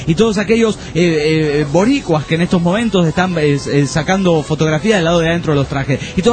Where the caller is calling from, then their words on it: Bahía Blanca, Buenos Aires Province, Argentina; Hola, bombonazo … de Bahía Blanca.